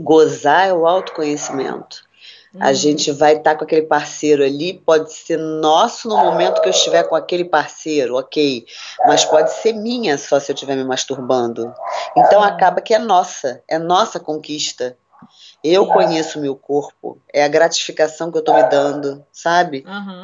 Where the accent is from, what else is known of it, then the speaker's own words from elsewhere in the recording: Rio de Janeiro, Brazil; Eu sou aqui do Rio de Janeiro, atendo num consultório aqui na cidade de Nova Iguaçu.